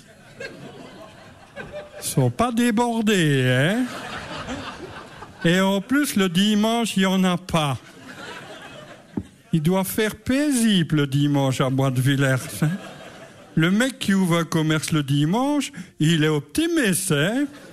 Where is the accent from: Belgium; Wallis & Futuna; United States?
Belgium; Verviers, Wallonia; moi, je suis de Bénezet, mais je suis originaire comme eux, de la région Verviers-Étoile.